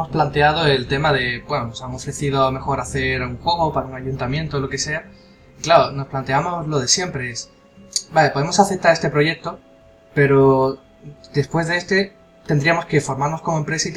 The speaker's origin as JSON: {"language": "Spanish", "town": "Seville", "region": "Andalusia", "country": "Spain", "said": "nosotros somos de Sevilla"}